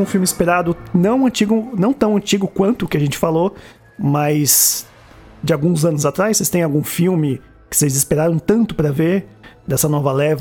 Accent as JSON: {"language": "Portuguese", "town": "São Caetano do Sul", "region": "São Paulo", "country": "Brazil", "tie": "born or raised there", "said": "que eu ainda via quando era cinema de shopping, num shopping São Caetano, né? Minha cidade natal."}